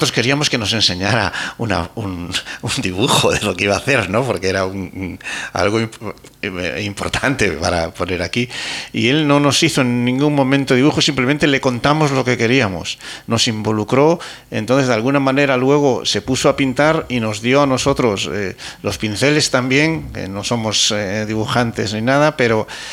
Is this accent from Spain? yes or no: yes; Spain; accent: Spanish; con el acento español suena fatal. Paz, esas zetas que metemos.